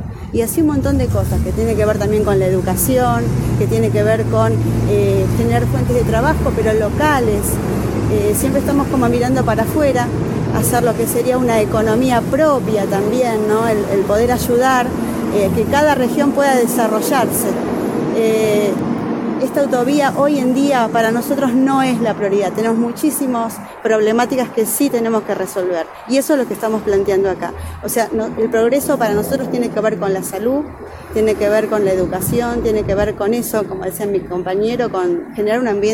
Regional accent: Capilla del Monte, Córdoba, Argentina; Yo soy de Capilla del Monte, si bien estamos alejados

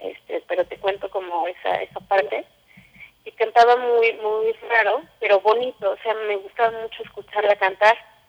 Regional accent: Mexico City, Mexico; Sí, soy originaria de la Ciudad de México.

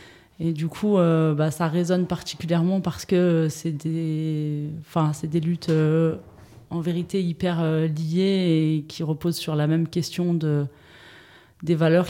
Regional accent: Saint-Étienne, Auvergne-Rhône-Alpes, France; j'ai grandi à Saint-Étienne. J'ai grandi à Saint-Étienne dans un quartier populaire de la ville avec plein de gens de toute origine, de tout horizon.

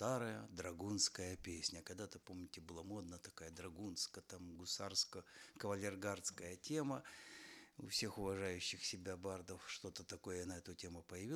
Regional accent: Lviv Oblast, Ukraine; first language Ukrainian; Russian is a second language; родом я с Львовщины, с Западной Украины. Мой родной язык украинский

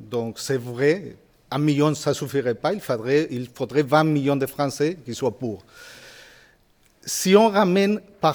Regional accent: Spain; French is a second language; Moi je suis espagnol.

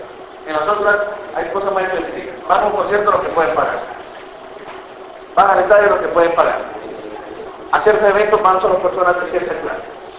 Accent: El Salvador; yo soy salvadoreño.

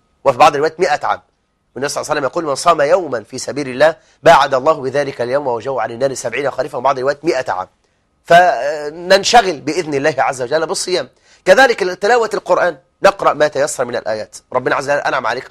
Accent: Egypt; وأن يجعل بلدنا مصر سخاء رخاء

